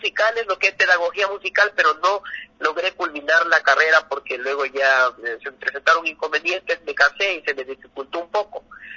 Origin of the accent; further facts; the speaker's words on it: Ecuador; que es muy representativo aquí en el país, como ecuatoriano.